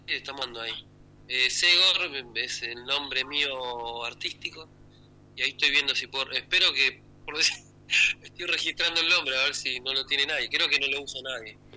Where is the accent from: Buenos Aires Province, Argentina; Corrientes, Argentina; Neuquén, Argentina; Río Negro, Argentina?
Buenos Aires Province, Argentina; Claypole; que es de mi pueblo, de mi localidad, Claypole.